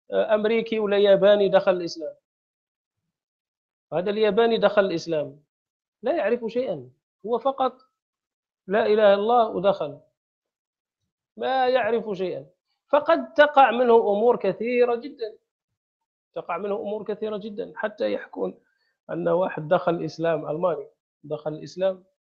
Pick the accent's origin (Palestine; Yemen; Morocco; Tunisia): Morocco; احنا في المغرب مثلا، عندنا في المغرب ذهبت إلى بعض القرى